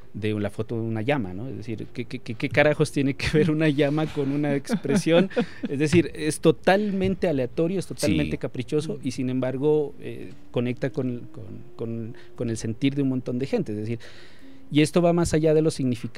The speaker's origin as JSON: {"language": "Spanish", "town": "Pasto", "region": "Nariño", "country": "Colombia", "said": "Nos pasa incluso a nosotros, ¿sí? Como pastusos y como nariñenses."}